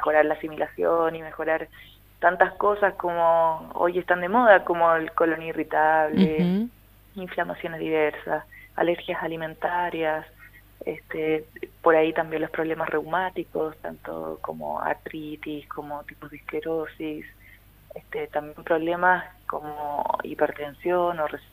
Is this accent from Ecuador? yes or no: no; Chile; vengo desde Chile. Estoy en una gira por Argentina de talleres